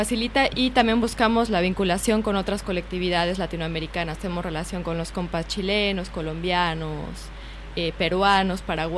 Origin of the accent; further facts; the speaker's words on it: Mexico; now in Argentina; Llevo 3 años residiendo acá